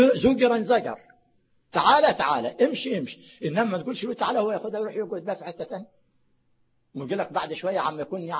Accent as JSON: {"language": "Arabic", "region": "Sharqia Governorate", "country": "Egypt", "said": "انا من الشرقيه"}